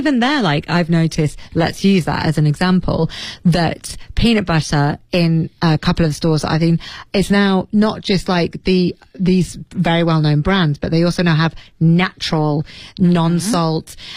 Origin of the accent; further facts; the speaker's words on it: Leeds, Yorkshire and the Humber, United Kingdom; If you went to my hometown Leeds and you looked for a particular Chinese dish